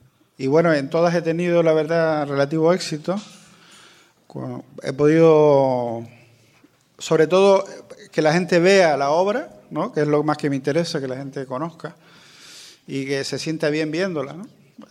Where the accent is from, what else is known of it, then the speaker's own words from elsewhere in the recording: Maspalomas, Canary Islands, Spain; Yo soy de Gran Canaria, nací en Maspalomas, municipio de San Bartolomé de Tirajana.